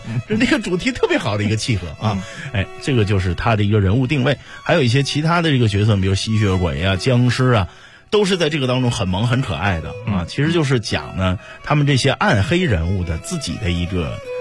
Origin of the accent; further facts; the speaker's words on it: Northeast China, China; 用我们东北老家的这个方言说的魔怔。